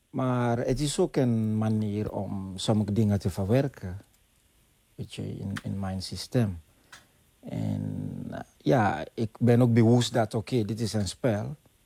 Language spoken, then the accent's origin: Dutch; Sierra Leone; Dutch is a second language; moved away as an adult; now in Netherlands; Ja, ik kom uit Sierra Leone.